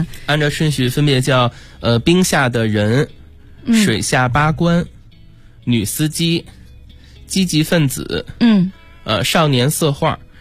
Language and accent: Chinese; Beijing, China; 是我家就住在北新桥附近。等于我是，我家是就我出生以来就一直住在那儿，没有搬过家。我的爷爷家是在南锣鼓巷旁边的黑芝麻胡同。奶奶家是在烟袋斜街后面的石板胡同。